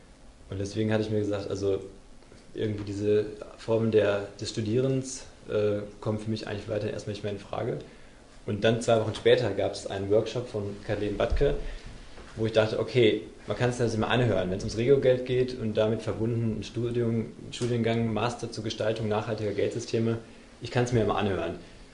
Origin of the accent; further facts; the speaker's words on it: Freiburg, Baden-Württemberg, Germany; Also ich bin aus Freiburg